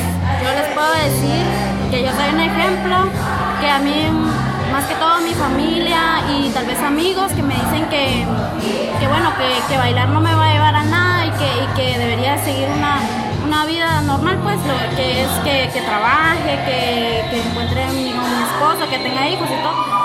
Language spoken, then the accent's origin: Spanish; Guatemala City, Guatemala Department, Guatemala; soy de Ciudad Guatemala y bailo breaking. Mi acá es chiquita y tengo 23 años